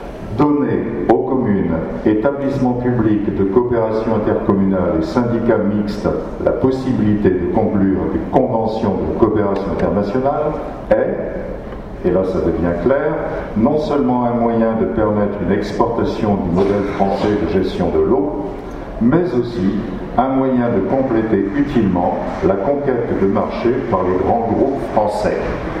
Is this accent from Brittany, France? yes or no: yes; Brittany, France; si je vous dis que je suis breton, j'ai pu le vérifier en Bretagne